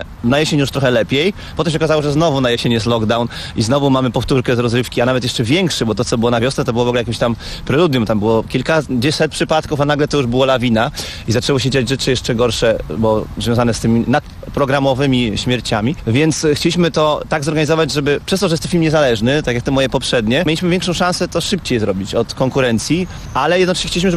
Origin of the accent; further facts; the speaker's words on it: Elbląg, Warmian-Masurian Voivodeship, Poland; Uciekłem na wieś pod Elbląg, bo jestem z Elbląga, a pod Elblągiem moja mama się wybudowała